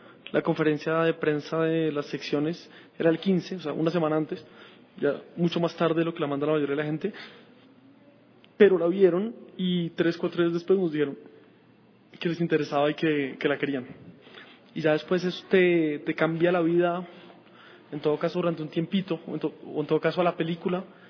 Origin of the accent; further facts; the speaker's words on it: Colombia; Soy colombiano, ahí pasé mi infancia, mi adolescencia, y ahora estoy pasando una parte de mi vida adulta, entonces es mi país